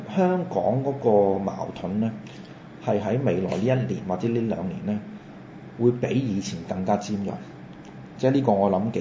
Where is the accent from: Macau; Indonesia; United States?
Macau; 即係站在一個譬如好似我同你咁樣喺個地方土生土長嘅，我哋當然有一種感情喺度啦。